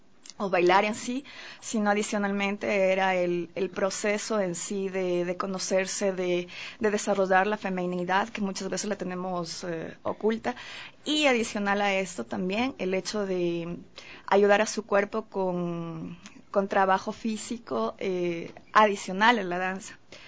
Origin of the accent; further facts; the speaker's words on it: Quito, Pichincha, Ecuador; yo soy quiteña, y como se sabe, las quiteñas aquí se podría decir o he escuchado mucho que somos mojigatas, en el sentido de que somos más conservadoras, entre comillas.